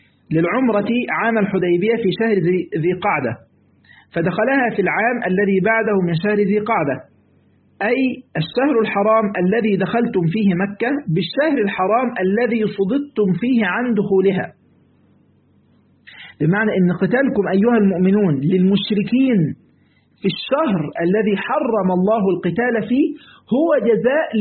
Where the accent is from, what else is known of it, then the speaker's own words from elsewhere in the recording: Egypt; اللي هو اللي هنا عندنا في مصر، لازم هنا في مصر يعني